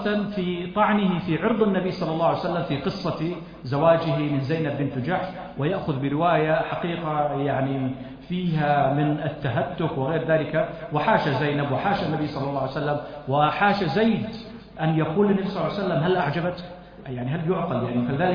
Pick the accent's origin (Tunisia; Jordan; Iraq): Jordan; وعندنا في الأردن وفي غيرها